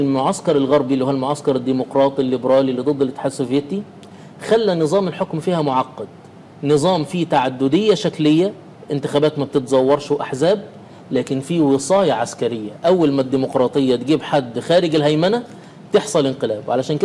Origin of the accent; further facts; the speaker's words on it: Egypt; يعني احنا عندنا في مصر زمان غير بعد كامب ديفيد